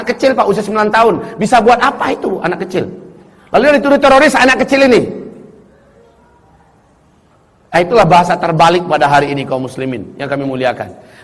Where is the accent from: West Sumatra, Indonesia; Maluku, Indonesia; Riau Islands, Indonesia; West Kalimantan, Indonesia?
West Sumatra, Indonesia; Padang; Nah, giliran saya wong Padang. Ya, ketika wong Padang duduk ke sini